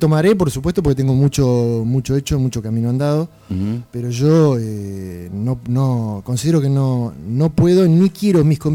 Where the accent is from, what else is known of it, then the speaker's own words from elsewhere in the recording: Olavarría, Buenos Aires Province, Argentina; uno se haya ido del lugar donde se crió, si bien yo no nací acá, pero soy de Olavarría